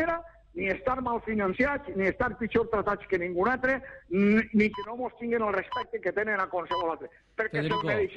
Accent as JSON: {"language": "Catalan", "region": "Valencian Community", "country": "Spain", "said": "jo sóc espanyol i me sento molt orgullós de ser espanyol, però primer sóc valencià, eh? Epa, primer sóc valencià."}